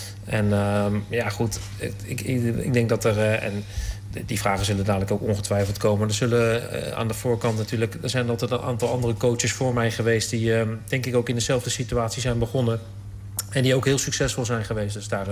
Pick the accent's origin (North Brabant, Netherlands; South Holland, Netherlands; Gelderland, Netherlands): South Holland, Netherlands; The Hague; born there; want ik ben geboren in Den Haag.